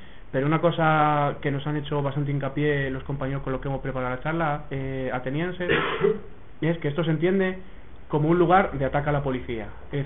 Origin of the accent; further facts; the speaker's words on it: Barcelona, Catalonia, Spain; concretamente nosotros que venimos de Barcelona